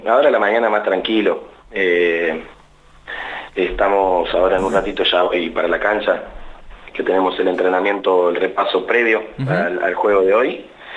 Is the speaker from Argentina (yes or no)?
yes; Santa Rosa, La Pampa, Argentina; yo soy de acá, de Santa Rosa. Hice mi formación como joven, niño, adolescente, jugando al básquet en Estudiantes.